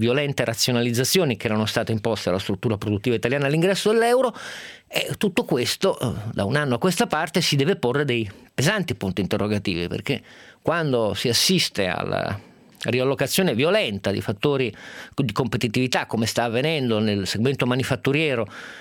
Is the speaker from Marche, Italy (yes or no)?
no; Turin, Piedmont, Italy; io, da torinese, sono molto fiero di quello che lui scrive di Torino